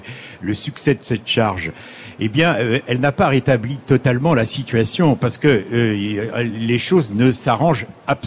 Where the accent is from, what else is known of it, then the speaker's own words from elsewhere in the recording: Saint-Pierre-la-Cour, Pays de la Loire, France; born there; ces deux combattants là qui sont nés dans le village où je suis né en Mayenne.